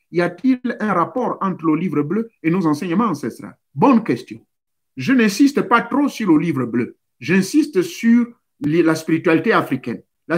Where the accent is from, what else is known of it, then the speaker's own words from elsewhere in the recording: Gabon; Chez nous, au Gabon, là-bas, toi tu vas voir ça oublier.